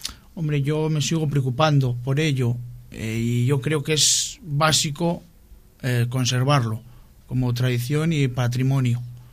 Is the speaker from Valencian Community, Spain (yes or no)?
no; Cantabria, Spain; siempre cuento las cosas sobre mi pueblo, sobre Cantabria, como no